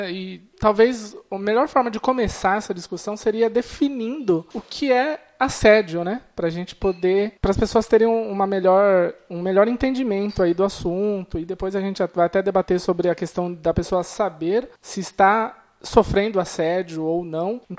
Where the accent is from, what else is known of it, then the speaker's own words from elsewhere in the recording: Sorocaba, São Paulo, Brazil; trabalho na área de suporte, sou de Sorocaba, estado de São Paulo, trabalho numa empresa de suporte de TI.